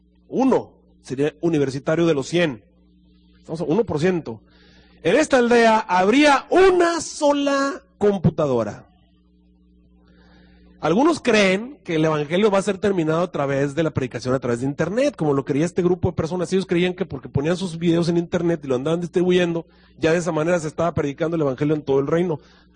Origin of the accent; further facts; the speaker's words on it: Monterrey, Nuevo León, Mexico; De paso, yo soy regiomontano, ¿verdad?